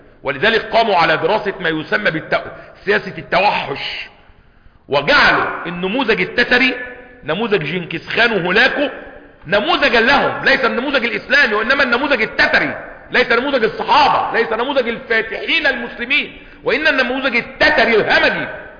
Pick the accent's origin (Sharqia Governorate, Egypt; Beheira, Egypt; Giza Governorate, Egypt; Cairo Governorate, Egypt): Cairo Governorate, Egypt; Cairo; إحنا عندنا بيوت هنا في القاهرة